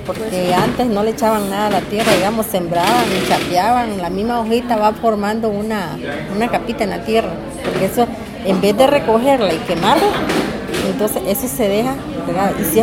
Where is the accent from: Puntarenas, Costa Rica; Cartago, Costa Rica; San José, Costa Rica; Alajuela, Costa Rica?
Alajuela, Costa Rica; Upala; born there; also born or lived in Nicaragua; Yo vine a Nicaragua, digamos a los 27 años por ahí, pero cuando yo nací en Upala. Lo que pasa es que como de 6, 7 años mis padres me llevaron a Nicaragua y después volví otra vez.